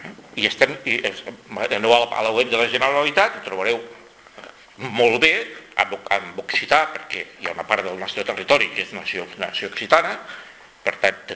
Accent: Catalonia, Spain; l'espectacle que estem donant com a catalans

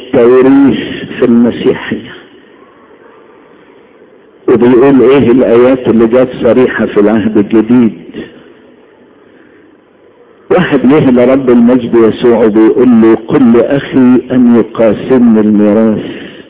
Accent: Egypt; مصري قبل اي انسان

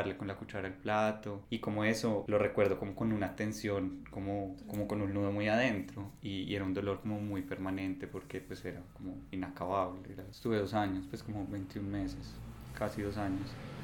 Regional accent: Bogotá, Colombia; mi mamá es de Río Negro y la de mi papá es de acá de Medellín y yo nací en Bogotá y vivíamos allá.

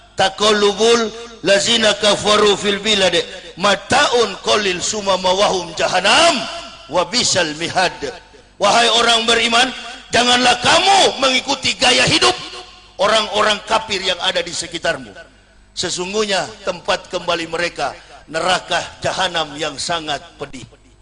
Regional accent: Manado, North Sulawesi, Indonesia; Manado itu Sulawesi Utara, saya orang Manado.

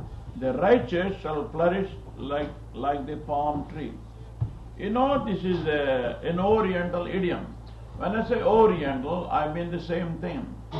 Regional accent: India; Now, I am here. I was born in India, educated in India.

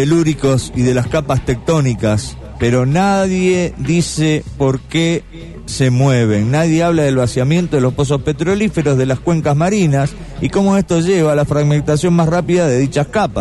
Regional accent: Uruguay; Porque ya dicen que como yo soy uruguayo

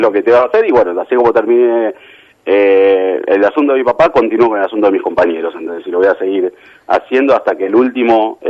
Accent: Argentina; Yo creo que somos una Argentina, es muy piola en montones de cosas

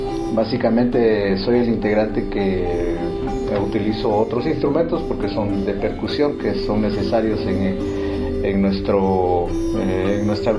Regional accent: Guatemala; lo que es la marimba guatemalteca, un instrumento nacional de nuestro país

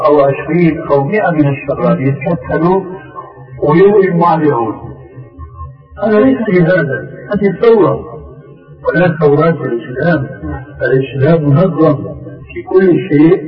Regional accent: Syria; يقولوا عندنا في سوريا عين ما بتقاوم ما اختلت

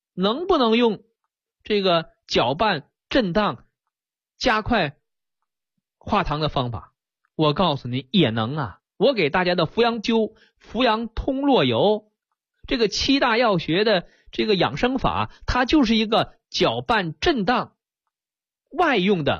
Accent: China; 我们中国人像我小的时候拌糖水，我用筷子，是不是一个道理？

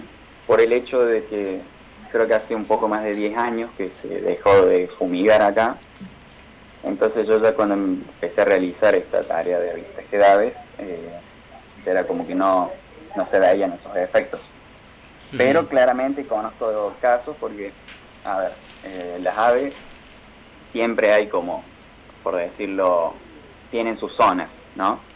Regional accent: Ciudad Parque, Córdoba, Argentina; yo soy de Ciudad Parque

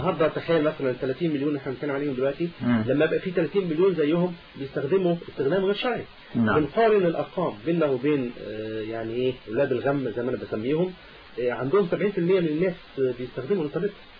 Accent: Egypt; لان احنا كمصريين ناس كويسين قوي وبنحاول نلف وندور

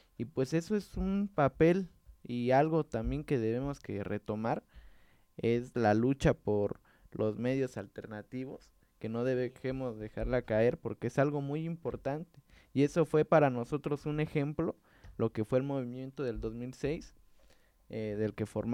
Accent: Oaxaca, Mexico; nosotros como oaxaqueños y como parte de México dimos un gran paso

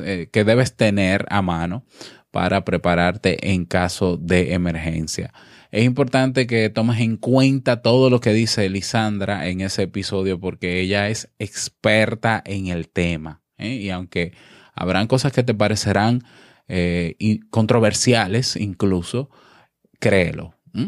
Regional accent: Dominican Republic; un abrazo a todo mi pueblo dominicano

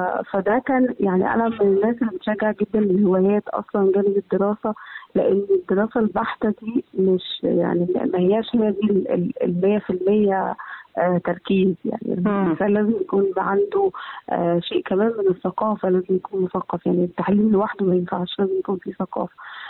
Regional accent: Egypt; واحنا كباحثين مصريين يعني

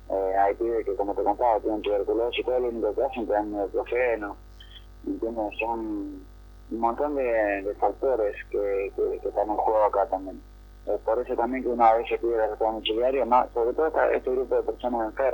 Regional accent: Buenos Aires, Argentina; Somos la mayoría del Gran Buenos Aires, en Suárez, La Loma, La Nuz, y estamos acá en un radio de más de 500 kilómetros de nuestro domicilio

